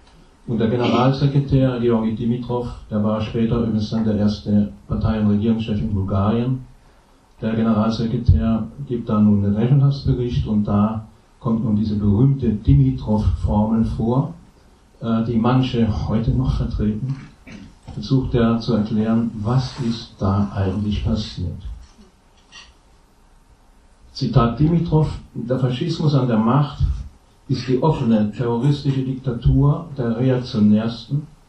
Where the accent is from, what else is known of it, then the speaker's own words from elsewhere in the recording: Germany; zumindest in Westdeutschland, wo ich aufgewachsen bin, bis in die 80er Jahre